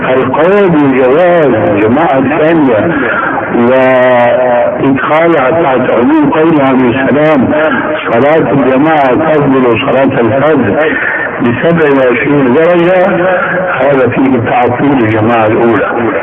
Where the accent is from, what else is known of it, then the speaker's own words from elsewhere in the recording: Damascus, Damascus Governorate, Syria; وانا ربيت في دمشق وكنت ادخل